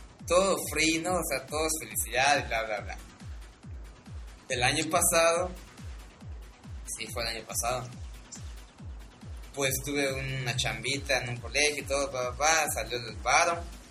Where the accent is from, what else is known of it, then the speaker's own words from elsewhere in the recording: Mexico; No, soy el único mexicano, muchos somos así.